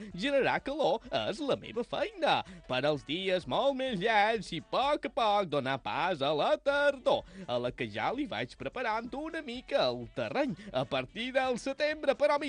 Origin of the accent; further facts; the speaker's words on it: Balearic Islands, Spain; no, jo som de Menorca. Som un menorquí, sap?